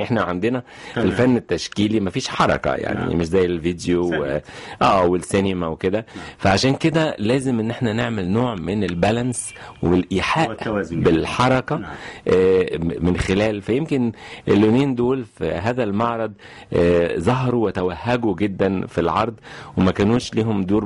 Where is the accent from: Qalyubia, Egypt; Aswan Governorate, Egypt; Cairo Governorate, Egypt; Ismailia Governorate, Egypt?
Cairo Governorate, Egypt; Cairo; also born or lived in Asyut; يعني لا تعتبر مسقط الرأس فقط، النشأة كانت قاهرية 100%، والأسرة كمان تجيد اللغة الإنجليزية، فإحنا اتكلمنا عربي وإنجليزي وإحنا صغيرين قوي قوي.